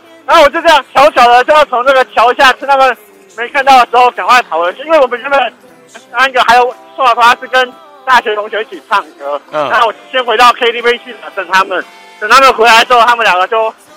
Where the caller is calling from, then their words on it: New Taipei, Taiwan; 我想说要凑个新北的，我就从新北打电话过来了。